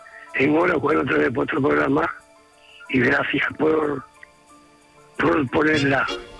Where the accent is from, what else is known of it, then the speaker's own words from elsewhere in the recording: Torre del Mar, Andalusia, Spain; de Torre del Mar.